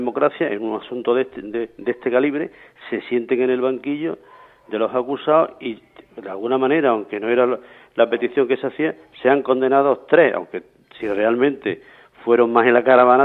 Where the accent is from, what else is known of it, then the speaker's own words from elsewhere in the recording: Alhama de Granada, Andalusia, Spain; Pues, y eso era mi pueblo, yo soy de Alhama de Granada.